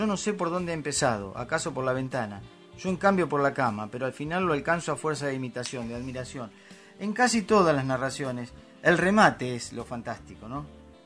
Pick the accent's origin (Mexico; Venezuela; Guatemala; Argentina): Argentina; Viste que nos quedábamos con 40 millones, que somos los argentinos, sí